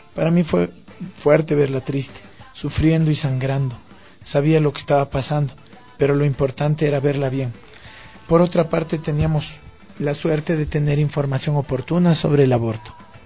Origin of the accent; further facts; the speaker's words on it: Quito, Pichincha, Ecuador; also born or lived in Ibarra; Soy de Ibarra, pero vivo en Quito desde pequeño. Tengo 27 años